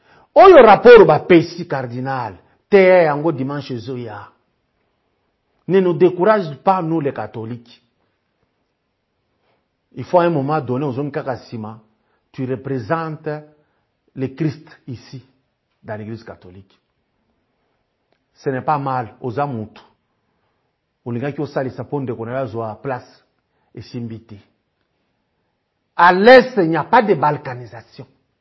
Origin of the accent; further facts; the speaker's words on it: Katuba, Haut-Katanga, DR Congo; moi j'ai grandi à la Katuba